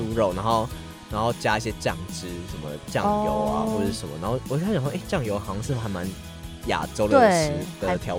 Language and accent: Chinese; Taiwan; 就是我们台湾人还蛮喜欢煮东西